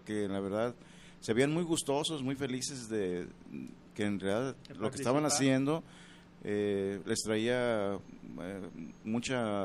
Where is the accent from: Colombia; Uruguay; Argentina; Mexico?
Mexico; Cuauhtémoc, Colima; also born or lived in Guadalajara; primeramente yo nací aquí en Guadalajara. Pero fui, me llevaron al estado de Colima, y allá viví toda mi infancia.